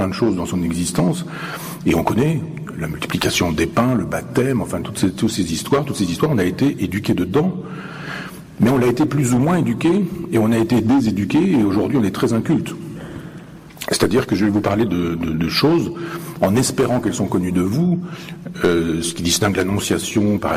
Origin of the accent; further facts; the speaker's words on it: Chambois, Normandy, France; je vous embarque à Chambois, dans mon village natal, et que je vous fasse la visite guidée de mon église. L'église de mon village, 11e siècle, 12e siècle